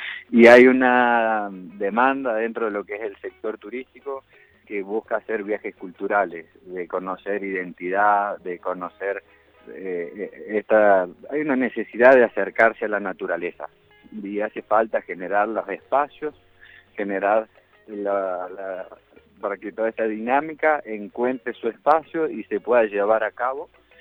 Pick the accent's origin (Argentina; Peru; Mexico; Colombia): Argentina; que es lo que nos da esas características como argentinos